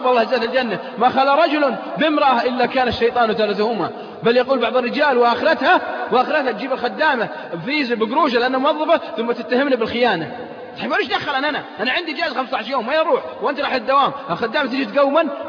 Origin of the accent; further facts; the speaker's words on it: Saudi Arabia; ليس في بلادنا السعودية